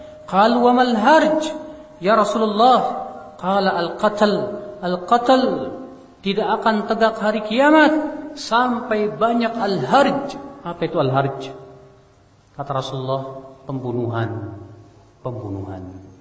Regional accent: Indonesia; Kita dari Indonesia di zaman dahulu orang naik perahu ke Mekah berbulan-bulan, Pak.

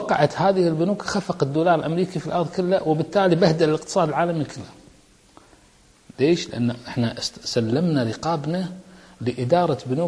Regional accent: Kuwait; مجتمعات كسلانة ما عندنا بالكويت

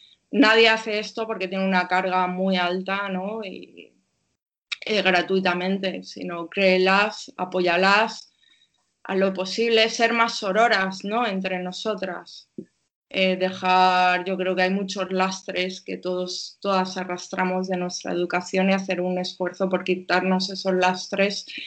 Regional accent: Castile and León, Spain; Yo soy una persona que vengo de un pueblo de Castilla y León, de un pueblo de España profunda, y me considero, y con los años más, me considero una persona de pueblo, que soy feliz aquí con el tractor y soy feliz haciendo cosas de pueblo

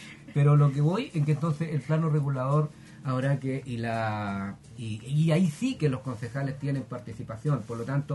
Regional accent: Nonguén, Biobío, Chile; Y digo no fuimos porque soy de Nonquén

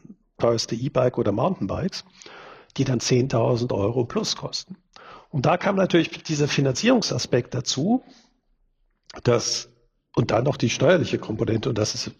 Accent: Germany; born there; moved away; Ich bin zwar in Deutschland geboren, aber seit 1990 wohne ich nicht mehr in Deutschland.

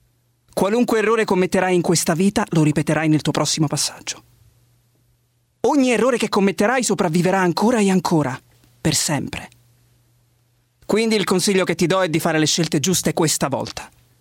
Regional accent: Vibo Valentia, Calabria, Italy; Vengo dalla Calabria, da Vibo Valentia.

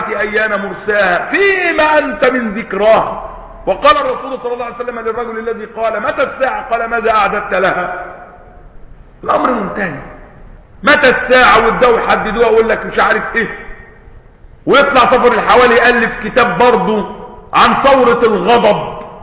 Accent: Egypt; زي ما كانوا عندنا في مصر قديما بيسموا القطن الذهب

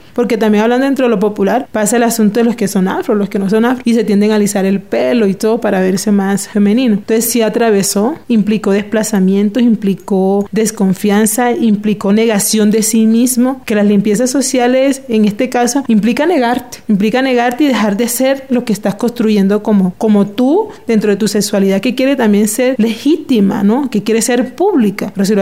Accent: Cartagena, Bolívar, Colombia; vengo de Cartagena

